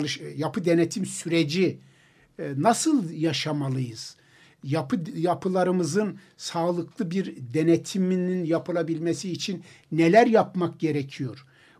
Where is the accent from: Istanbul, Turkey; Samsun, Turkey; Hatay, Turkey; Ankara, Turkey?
Istanbul, Turkey; Ben 45 senelik İstanbulluyum. Beyoğlu'nda su baskınının olduğunu görmedim.